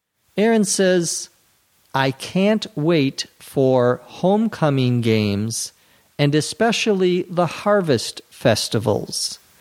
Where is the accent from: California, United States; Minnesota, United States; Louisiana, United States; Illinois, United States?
Minnesota, United States; I grew up in Minnesota where there are lots of squirrels.